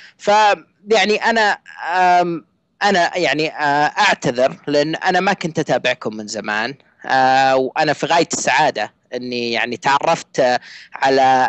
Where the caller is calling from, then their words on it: Saudi Arabia; انا اكلمك من السعوديه، وانا ملحد